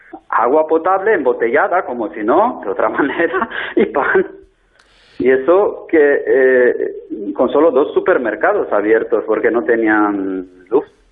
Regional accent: Lugoj, Timiș County, Romania; Spanish is a second language; Os saludo desde Rumanía, porque en estas fechas navideñas sí que estoy pasando unos días aquí en mi país natal, en mi ciudad natal de Rumanía, en Lugos, que es como Lugo, el español, pero terminando en J.

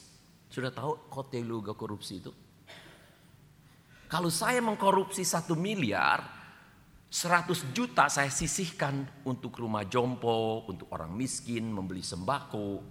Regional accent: Bandung, West Java, Indonesia; Saya masih teringat satu kali saya dibesarkan di Bandung dengan nenek saya tahun 66-67.

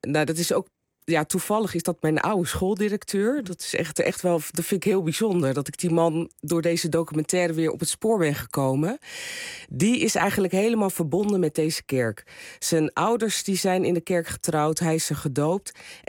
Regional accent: Rotterdam, South Holland, Netherlands; Ik ben opgegroeid in Rotterdam.

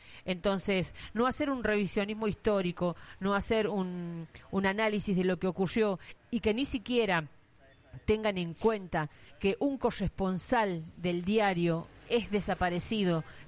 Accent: La Rioja, Argentina; Y como riojanos sabemos que tenemos nuestro propio papel prensa

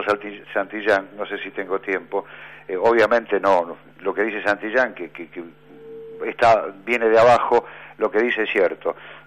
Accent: Argentina; Estos somos los argentinos, no todos, algunos.

